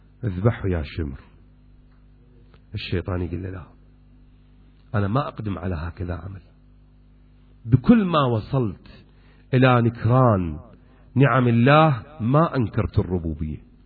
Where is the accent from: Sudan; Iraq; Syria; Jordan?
Iraq; أكو شايب عندنا بالعراق